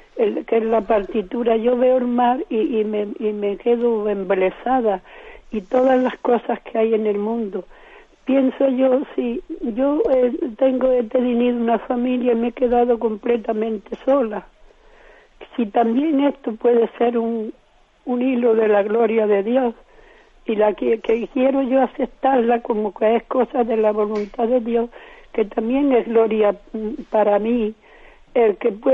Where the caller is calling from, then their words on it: Jerez de la Frontera, Andalusia, Spain; de Jerez de la Frontera.